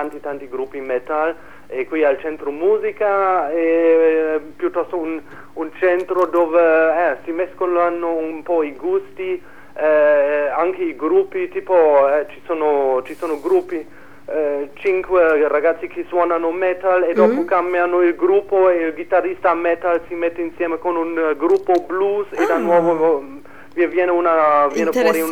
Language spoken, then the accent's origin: Italian; Germany; Italian is a second language; now in Trento, Italy; Allora, appunto, io non sono da Trento, io vengo dalla Germania.